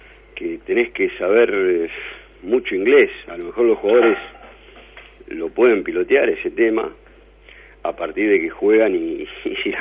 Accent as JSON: {"language": "Spanish", "country": "Argentina", "said": "Obviamente nosotros como argentinos tenemos la ilusión de verlo en acción"}